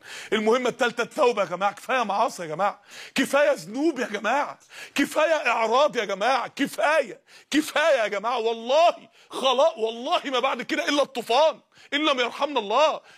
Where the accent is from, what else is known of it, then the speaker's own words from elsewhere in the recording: Mansoura, Dakahlia, Egypt; عندنا في المنصورة رسالة للصالح قبل الفاسد